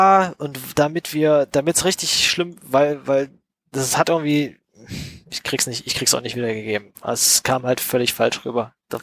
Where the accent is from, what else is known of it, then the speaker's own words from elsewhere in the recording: East Germany, Germany; weil wir es irgendwie als Kinder in Ostdeutschland nicht anders wussten oder sowas